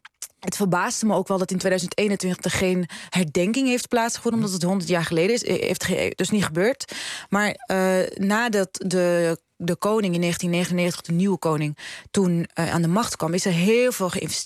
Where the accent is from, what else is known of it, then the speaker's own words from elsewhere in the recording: Morocco; ik ben niet Rifijns. Ik ben Tashlahit, zeggen we. En Nadia is toevallig dat ook. Wij komen uit het zuiden van Marokko.